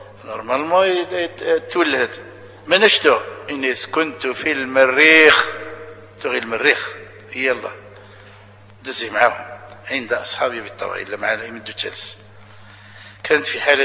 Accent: Algeria; اللي شالي معروفين عندنا في الجزائر

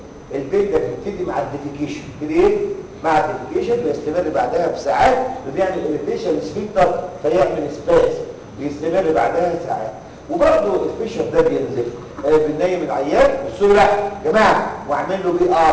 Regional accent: Egypt; خلينا نتكلم على مصر ما زال عندنا في مصر

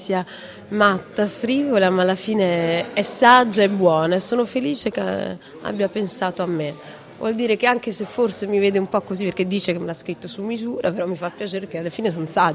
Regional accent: Rome, Lazio, Italy; essendo io romana, nata e vissuta a Roma, tifosa della Roma

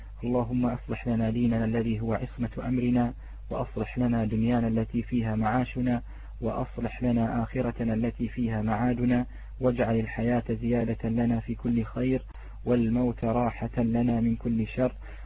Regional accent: Palestine; هناك حروف موجودة عندنا في فلسطين، وهو حرف الكاف يلفظ بالأتش

